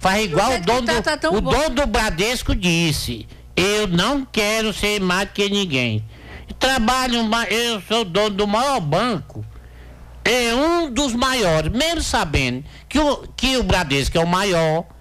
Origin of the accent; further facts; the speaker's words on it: Miguel Alves, Piauí, Brazil; Eu vim lá de Miguel. Meu Deus, Miguel Alves. Alves.